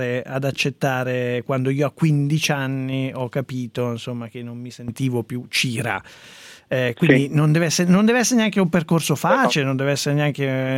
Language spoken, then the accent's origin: Italian; Caivano, Campania, Italy; io sono di Caivano